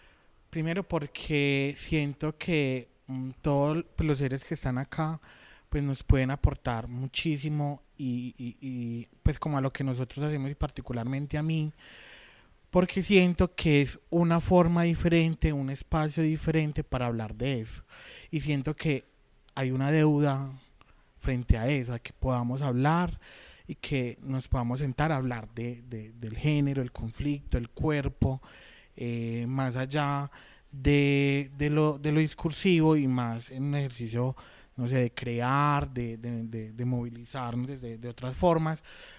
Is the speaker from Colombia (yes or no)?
yes; Medellín, Antioquia, Colombia; particularmente nosotros que somos de Medellín